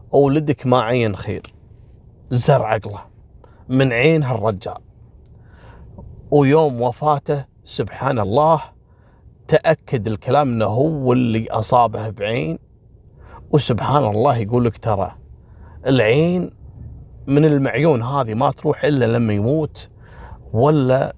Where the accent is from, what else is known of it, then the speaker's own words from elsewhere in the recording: Kuwait; أنا ذاكر لكم قصة حصلت عندنا في الكويت